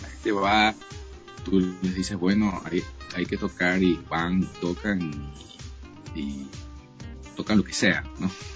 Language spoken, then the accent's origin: Spanish; Ecuador; moved away; todas las experiencias que tuve allá en Ecuador, en mi país, de compartir música con grandes músicos